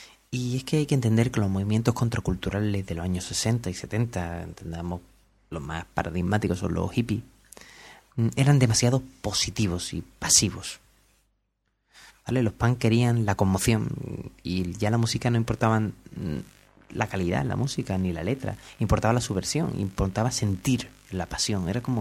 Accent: Cádiz, Andalusia, Spain; born there; accent: Cádiz; como yo tengo este acento extraño que todo es gracioso, me hubiera gustado nacer en León y tener un acento de persona, pero no, nací en Cádiz y tengo acento de chiste

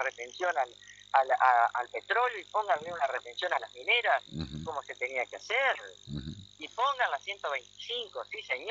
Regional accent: Argentina; ¿Por qué no tenemos conciencia de quiénes somos los argentinos?

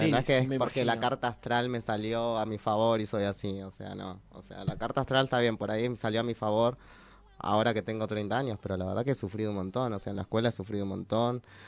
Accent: Buenos Aires, Argentina; also born or lived in Monte Grande; Yo nací en Parque Avellaneda. Nací en Monte Grande, en realidad, de pedo, pero siempre viví en Capital Federal, en Parque Avellaneda, que es mi barrio, en la casa de mi familia, que, bueno, vivían mis abuelos.

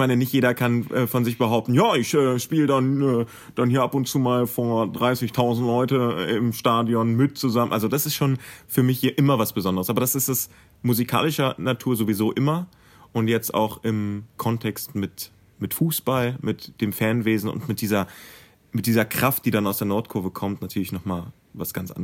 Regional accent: Wolfsburg, Lower Saxony, Germany; also born or lived in Helmstedt; ich fühle mich hier zu Hause. Ich komme zwar gebürtig so aus Helmstedt, also Landkreis Helmstedt, aber ich war halt immer hier. Ich bin hier auf die Schule gegangen und ich hatte halt auch einfach den heimischen Bezug zu Wolfsburg

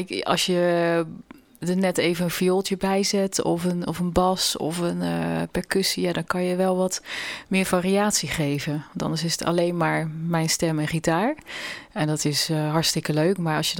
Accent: Netherlands; first language Dutch; Maar goed, ik ben Nederlandse. En Nederlands is natuurlijk mijn eerste taal.

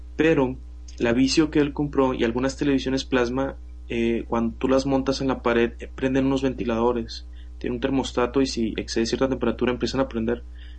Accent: Mexico; Pero como buen mexicano, debo decir

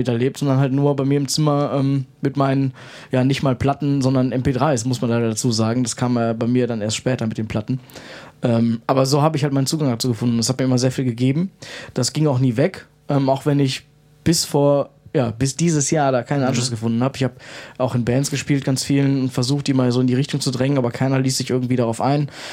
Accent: Krefeld, North Rhine-Westphalia, Germany; Ich komme aus Krefeld

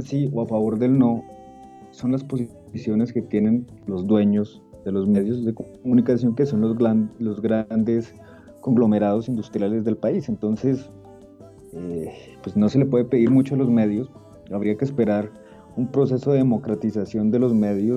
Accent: Colombia; como colombianos lo hemos sufrido.

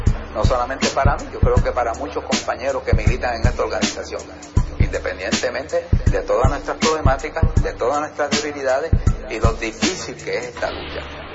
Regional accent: Puerto Rico; Yo como puertorriqueño reclamo ese derecho

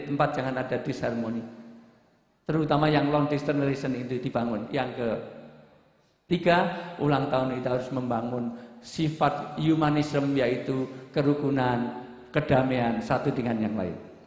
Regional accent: Java, Indonesia; saya orang Jawa, pantunnya Jawa saja.

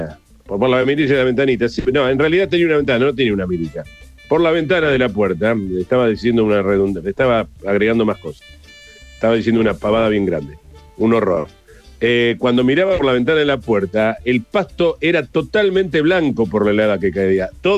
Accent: Buenos Aires, Argentina; Yo también soy porteño

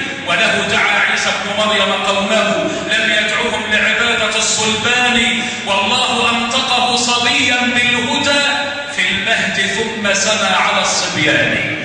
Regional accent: Egypt; اللهم اجعل بلدنا مصر آمنة مطمئنة وسائر بلاد

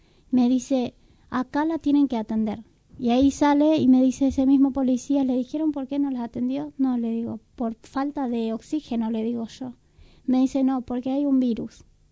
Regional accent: Paraguay; now in Argentina; Yo también soy paraguaya.

